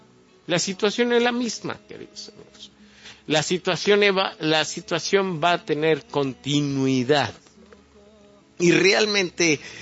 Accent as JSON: {"language": "Spanish", "country": "Mexico", "said": "como sociedad, como mexicanos, o en este caso como los tamaulipecos"}